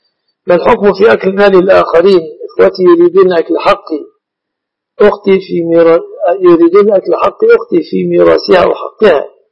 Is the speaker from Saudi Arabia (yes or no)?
no; Egypt; شركة العروس تعتبر في بلادنا مصر من المهر.